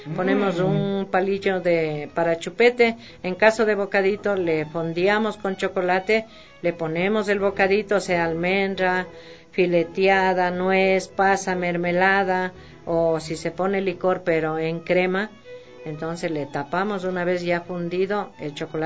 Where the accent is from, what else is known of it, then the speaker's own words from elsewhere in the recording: Quito, Pichincha, Ecuador; Pero yo me crié, soy del centro de Quito. De Quito, Rocafuerte, Imbabura.